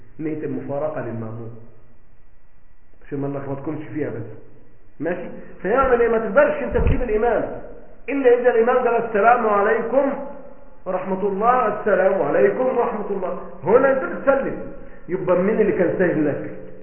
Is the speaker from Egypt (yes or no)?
yes; Egypt; ولا كام فدان ارض عندنا في مصر